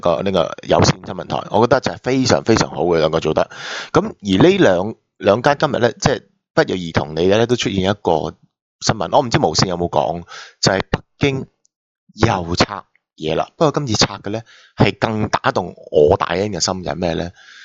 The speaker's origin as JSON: {"language": "Cantonese", "country": "Hong Kong", "tie": "born or raised there", "said": "我都系香港出世，土生土长嘅。"}